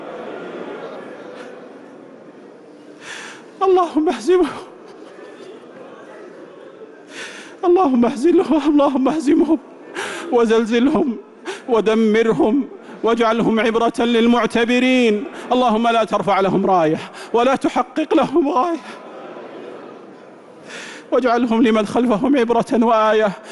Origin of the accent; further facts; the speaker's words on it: Saudi Arabia; اللهم أدم على بلادنا المملكة العربية السعودية وجميع بلاد